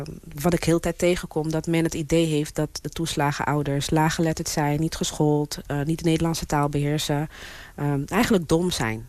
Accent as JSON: {"language": "Dutch", "town": "Rotterdam", "region": "South Holland", "country": "Netherlands", "tie": "born or raised there", "said": "ik kom uit een welgesteld gezin. Ik ben opgegroeid in Rotterdam. Hilgersberg is eigenlijk de Oud-Zuid van Rotterdam. Mijn vader had horecazaken, mijn moeder is maatschappelijk werker."}